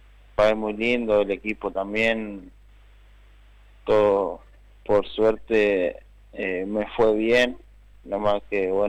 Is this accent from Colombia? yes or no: no; González Catán, Buenos Aires Province, Argentina; Yo soy de Catán.